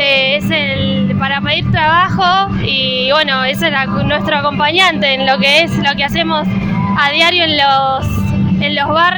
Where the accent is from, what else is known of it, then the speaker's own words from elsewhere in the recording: Caseros, Buenos Aires Province, Argentina; yo soy de Caseros, ahí tenemos un merendero